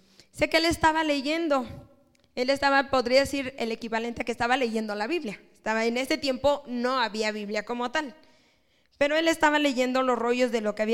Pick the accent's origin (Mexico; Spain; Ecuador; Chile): Mexico; Hermano, creo que todos somos mexicanos.